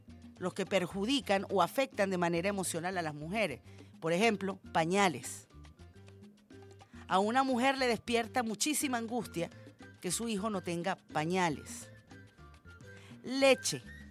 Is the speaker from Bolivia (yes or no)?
no; Venezuela; Qué chévere somos los venezolanos. Qué groseros somos los venezolanos. Qué vivos somos los venezolanos.